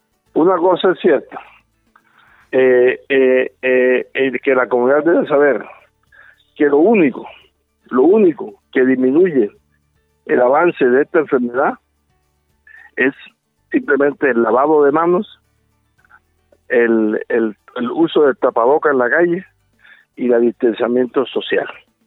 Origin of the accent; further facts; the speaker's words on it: Córdoba, Colombia; yo vengo de Córdoba. Córdoba es famosa, desafortunadamente, por los benditos carteles.